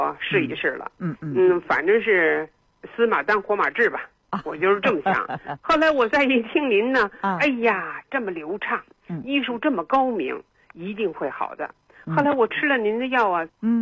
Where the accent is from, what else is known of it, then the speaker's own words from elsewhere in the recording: Beijing, China; 我是北京人